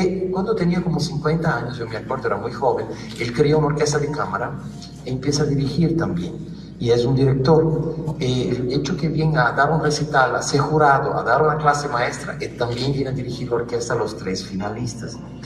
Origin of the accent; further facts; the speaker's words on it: Brazil; también como brasileño tuvimos muchísimos problemas de este año